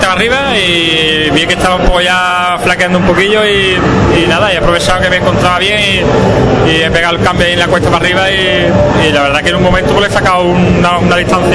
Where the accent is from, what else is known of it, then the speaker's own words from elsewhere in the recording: Rota, Andalusia, Spain; Ya te digo, soy de Rota